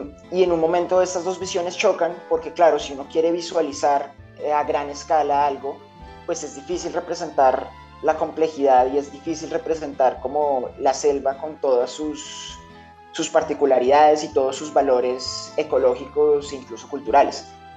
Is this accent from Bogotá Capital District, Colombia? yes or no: yes; Bogotá, Bogotá Capital District, Colombia; yo crecí, nací, me crié, estudié en Bogotá